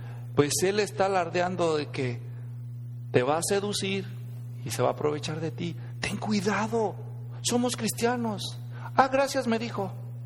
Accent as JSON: {"language": "Spanish", "country": "Mexico", "said": "era muy difícil encontrar cristianos en México, allá de donde yo vengo."}